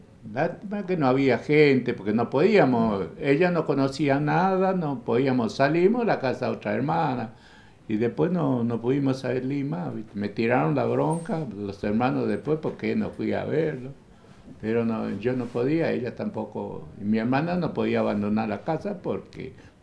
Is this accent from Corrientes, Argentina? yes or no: yes; Itá Ibaté, Corrientes, Argentina; fuimos unas vacaciones a Corrientes, mi pueblo Itaibaté Corrientes